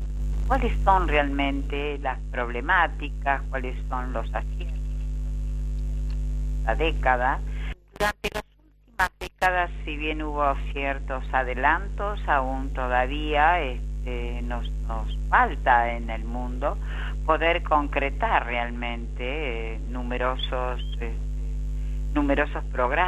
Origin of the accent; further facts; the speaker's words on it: Argentina; vamos a ver qué es lo que pasa con la pandemia, tanto en mi país, Argentina, como en el resto del mundo